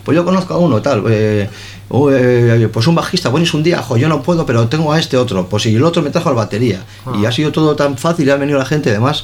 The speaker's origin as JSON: {"language": "Spanish", "town": "Santurtzi", "region": "Basque Country", "country": "Spain", "lives_now": "Zierbena, Spain", "said": "No, yo soy de Santurce, sí. Ahora no vivo en Santurce, vivo en Ciérvana, estupendamente, pero yo soy de Santurce. Y siempre lo seré."}